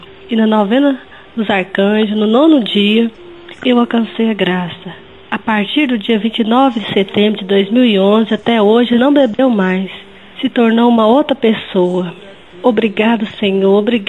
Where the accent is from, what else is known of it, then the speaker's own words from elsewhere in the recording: Divinópolis, Minas Gerais, Brazil; sou de Divinópolis, Minas Gerais.